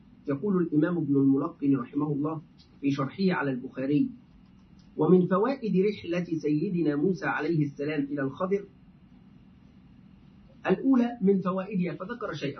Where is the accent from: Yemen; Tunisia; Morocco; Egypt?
Egypt; دائما نحن كمصريين نقول ده بدل هذا، في العامية نقول ده